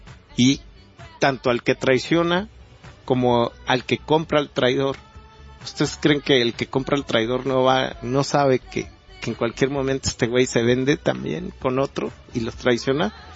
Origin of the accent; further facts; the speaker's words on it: Mexico; como mexicanos, con las características muy remarcadas que tenemos, por nuestra idiosincrasia tan singular, ¿no?, como mexicanos